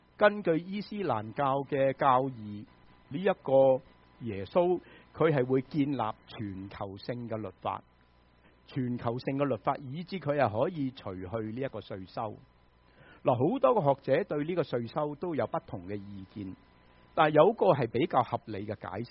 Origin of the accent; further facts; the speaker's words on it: United States; 我们美国人就最认识交税了，是吗？